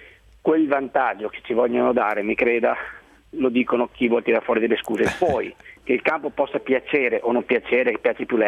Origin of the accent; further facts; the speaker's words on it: Montebelluna, Veneto, Italy; now in Udine, Italy; sono di Montebelluna, provincia di Treviso, Veneto, e però adesso sono stabilizzato lì a Udine, quando ho fatto calciatore mi sono sposato lì